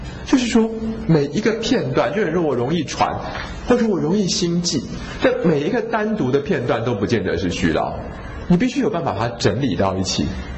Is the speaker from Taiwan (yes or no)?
yes; Taiwan; 然后呢，水毒型的人我们台湾人又特别多